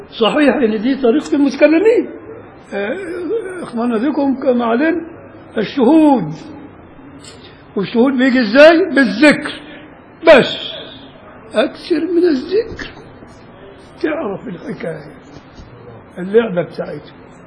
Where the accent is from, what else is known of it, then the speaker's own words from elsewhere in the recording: Beni Suef, Beni Suef Governorate, Egypt; وعندنا في بني سويف